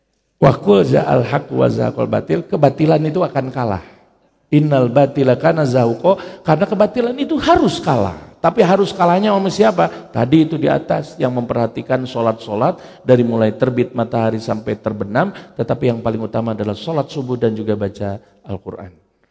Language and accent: Indonesian; Parigi, West Java, Indonesia; Survei saya di Parigi ya, di tempat saya, di kampung saya, di Kidul gitu